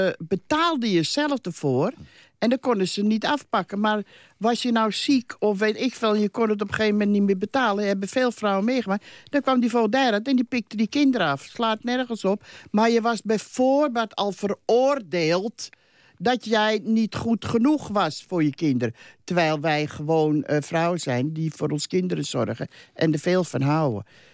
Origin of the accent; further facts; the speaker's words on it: Amsterdam, North Holland, Netherlands; Ik ben een Amsterdamse. Zat ik in die christelijk dorp.